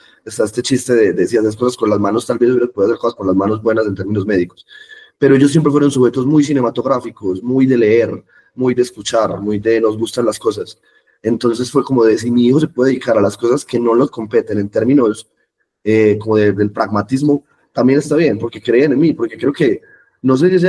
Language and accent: Spanish; Medellín, Antioquia, Colombia; Yo crecí toda la vida en Medellín, Lucas. Toda la vida. Mi familia es pues como tiene como ascendencia rural de Medellín, y mis papás son muy de Medellín, entonces yo he criado, pues crecí toda mi vida en Medellín realmente.